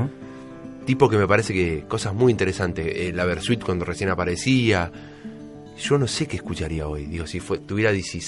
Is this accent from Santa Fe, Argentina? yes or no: no; Berazategui, Buenos Aires Province, Argentina; also born or lived in Quilmes; nací en Quilmes, como muchos berazateguenses. Sí. Nací en Quilmes y... después mi barrio era 29 y Mitre, que es Villa Mitre. Yo siempre dije que era Villa Mitre, pero en realidad creo que el barrio estrictamente es Berazategui.